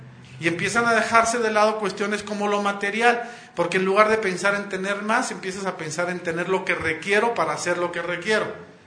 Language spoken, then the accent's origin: Spanish; Monterrey, Nuevo León, Mexico; yo soy de Monterrey